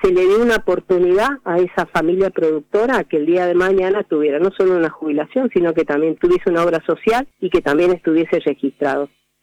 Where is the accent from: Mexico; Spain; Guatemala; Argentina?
Argentina; Es una es un derecho que tenemos como ciudadanos argentinos